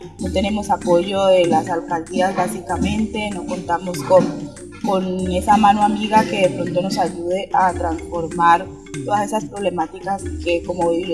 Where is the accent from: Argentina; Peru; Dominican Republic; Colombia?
Colombia; Roberto Payán, Nariño; vengo del municipio de Roberto Payán